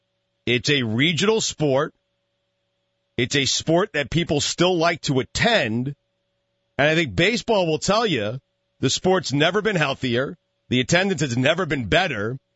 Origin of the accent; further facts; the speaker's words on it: Northeast, United States; I'm a baseball junkie. I'm from the Northeast.